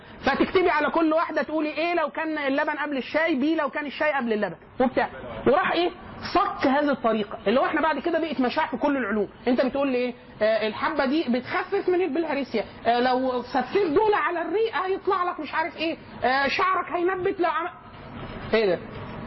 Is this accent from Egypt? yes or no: yes; Egypt; هل ده بيحصل عندنا بس احنا كمصريين